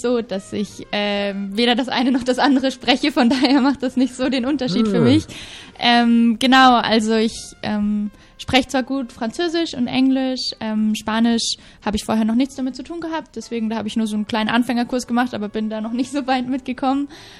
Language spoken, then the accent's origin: German; Fulda, Hesse, Germany; now in Barcelona, Spain; Ich komme auch aus Deutschland und wohne hier momentan in Barcelona und mache ein Praktikum bei Street Child, einer gemeinnützigen Organisation. Und genau, ich komme aus Fulda und studiere momentan in Passau